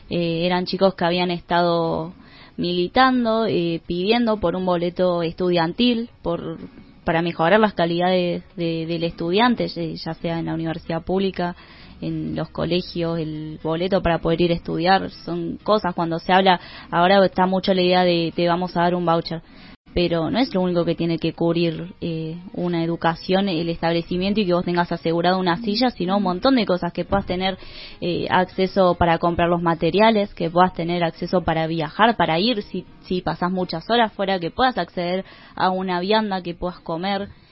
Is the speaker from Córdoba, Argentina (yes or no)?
yes; Capilla del Monte, Córdoba, Argentina; acá de Capilla del Monte, bueno, de Las Chicharras